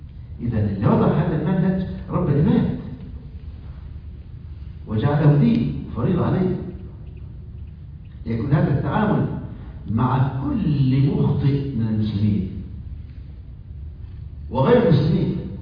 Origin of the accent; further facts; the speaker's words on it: Egypt; مذيعة عندنا في مصر